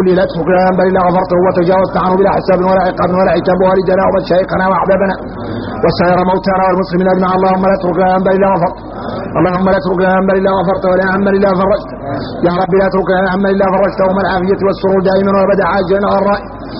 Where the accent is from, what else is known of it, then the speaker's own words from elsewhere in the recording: Mauritania; احنا موريتاني بينا كبر،